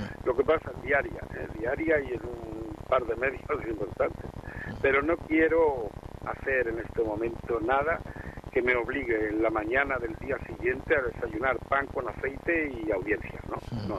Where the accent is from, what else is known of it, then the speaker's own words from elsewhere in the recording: Granada, Andalusia, Spain; Yo soy granadino.